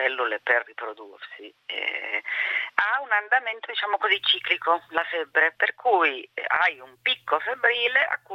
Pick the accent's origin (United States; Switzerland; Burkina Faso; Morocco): Burkina Faso; vengo dal Burkina Faso, è molto difficile che sia influenza.